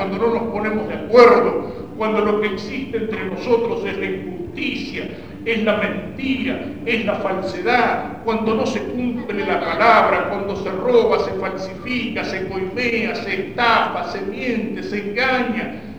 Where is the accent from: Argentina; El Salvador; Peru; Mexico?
Argentina; de hacernos olvidar de que somos argentinos